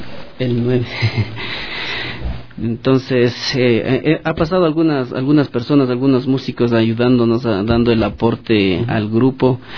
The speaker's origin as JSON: {"language": "Spanish", "town": "Quito", "region": "Pichincha", "country": "Ecuador", "tie": "born or raised there", "said": "nosotros ya nacimos acá en Quito, yeah. Entonces somos ya quiteños, claro. Entonces estamos acá en Quito, pero nuestros padres son de Otavalo"}